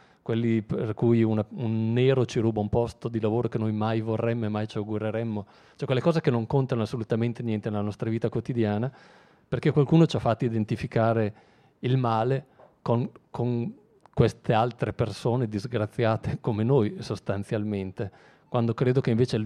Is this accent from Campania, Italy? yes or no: no; Emilia-Romagna, Italy; io vengo dall'Emilia, che è sempre stata una delle regioni trainanti da questo punto di vista